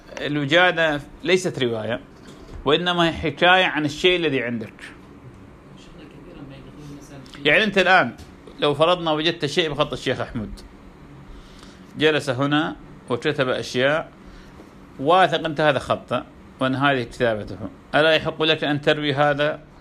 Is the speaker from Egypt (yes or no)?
no; Iraq; كان عندنا في العراق دكتور